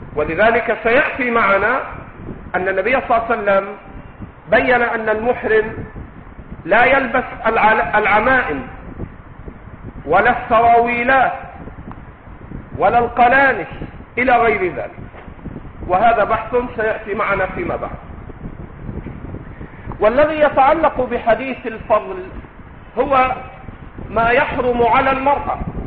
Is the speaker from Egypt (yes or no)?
yes; Egypt; accent: Egyptian; القفاز بلهجتنا المصرية الجوينتي، لا يجوز لها أن تلبس الجوينتي أو النقاب.